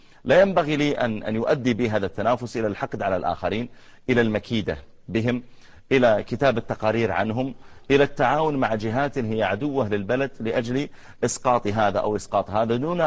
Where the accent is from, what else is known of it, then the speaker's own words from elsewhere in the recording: Saudi Arabia; الجامعات عندنا في المملكة العربية السعودية مليئة بالدكاترة المصريين. أنا أدرس في الجامعة